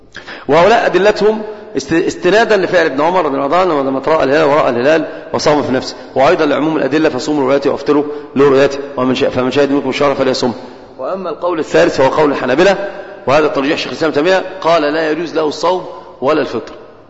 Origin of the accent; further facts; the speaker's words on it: Egypt; كنا في بادئ الالتزام صراحة عندنا في مصر